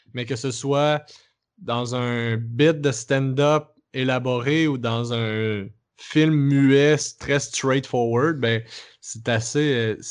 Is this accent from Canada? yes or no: yes; Quebec, Canada; accent: Québécois; moins en contact avec la culture québécoise. Fait que ce qui fait que quand nous, on arrive avec notre accent, que notre accent, c'est déjà une barrière